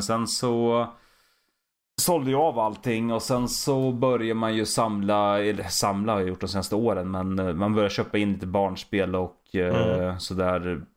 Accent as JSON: {"language": "Swedish", "town": "Valla", "region": "Södermanland", "country": "Sweden", "tie": "born or raised there", "also_born_or_lived": "Katrineholm", "lives_now": "Vingåker, Sweden", "said": "Born and raised i Valla, Sörmland."}